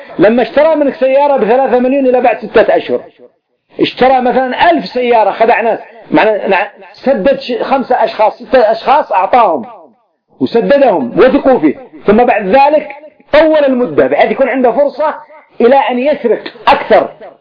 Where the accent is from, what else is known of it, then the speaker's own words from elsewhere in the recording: Yemen; كان عندنا في اليمن قبل منذ 20 سنة